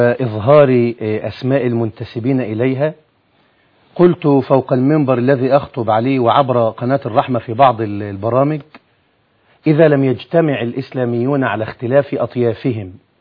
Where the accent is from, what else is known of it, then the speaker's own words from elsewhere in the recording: Alexandria, Alexandria Governorate, Egypt; يعني خذ عندك، عندي في الإسكندرية